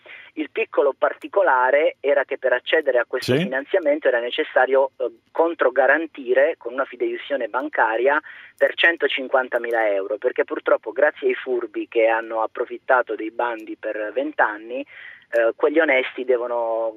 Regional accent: Monopoli, Apulia, Italy; Io sono di Monopoli

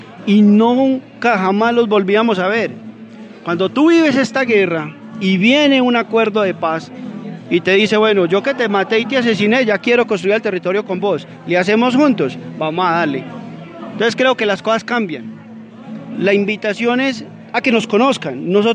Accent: Briceño, Antioquia, Colombia; Hidroituango, la casa de máquinas, la que genera la energía, está en nuestro territorio, no está en Ituango, es de nosotros, es de Briceño.

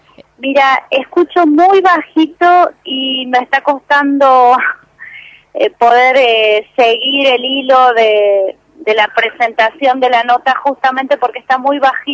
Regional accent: Neuquén, Argentina; nosotras somos de Neuquén

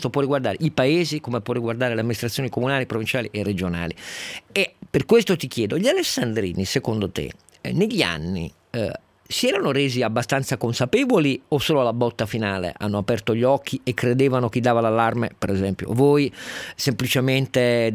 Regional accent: Piedmont, Italy; solo perché sono piemontese, quindi è ovvio, seguo un po' le cronache anche locali

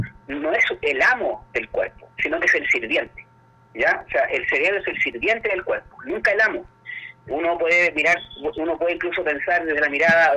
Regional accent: Chile; qué nos pasa como chilenos en tema de la convivencia

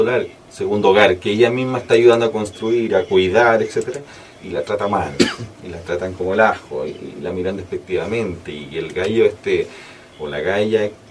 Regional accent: Chillán, Ñuble, Chile; also born or lived in Santiago, Chile; Yo tengo el orgullo de tener ese recuerdo de barrio. Viví cuando pequeño en Chillán, entre los 5 y los 9 años, ¿sabes?

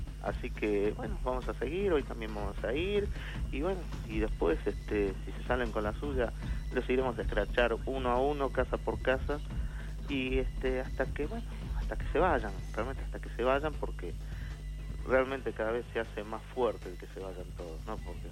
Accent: Argentina; empezar a luchar como argentinos, tratando de reflotar el país nosotros

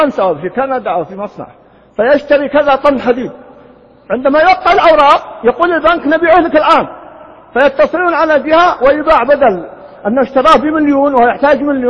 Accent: Riyadh, Riyadh Province, Saudi Arabia; كان يسمى عندنا في الرياض قديمنا الجفرة في الديرة

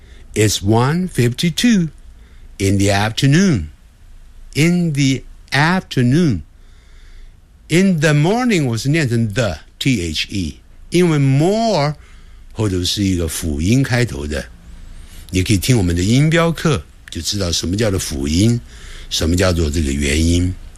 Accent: China; 我们中国人在学连音，常操之于过急，希望马上连起来，这是要习惯。

